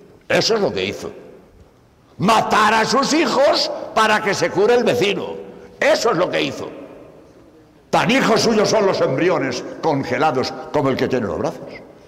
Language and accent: Spanish; Spain; Por cierto, como sabéis, soy español, hace unos días que llego de Madrid